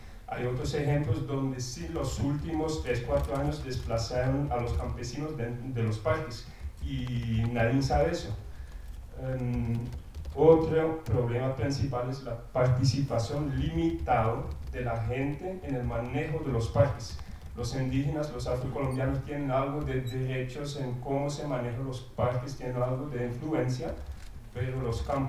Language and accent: Spanish; Belgium; Spanish is a second language; now in Colombia; soy belga, no soy holandés como los demás extranjeros aquí. Ya vivo 6 años en Colombia, en un pueblo campesino en el norte del país, en la Sierra Nevada Santa Marta, donde tengo mi esposa y mis 2 niños.